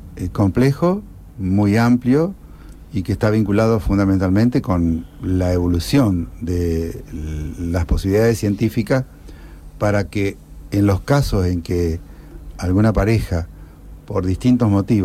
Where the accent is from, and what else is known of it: Arteaga, Santa Fe, Argentina